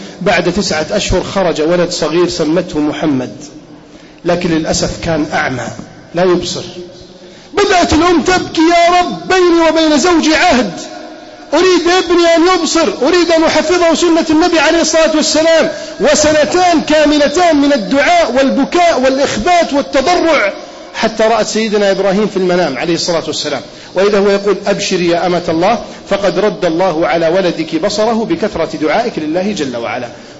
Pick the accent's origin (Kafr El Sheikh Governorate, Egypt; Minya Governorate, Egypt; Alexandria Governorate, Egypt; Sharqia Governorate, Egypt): Alexandria Governorate, Egypt; Alexandria; أنا اسكندراني ولا أخاف الحمد لله.